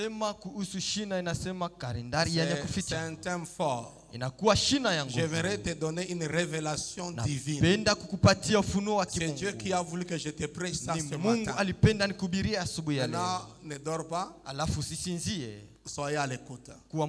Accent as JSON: {"language": "French", "country": "Tanzania", "said": "Même chez nous en Tanzanie, c'est comme ça."}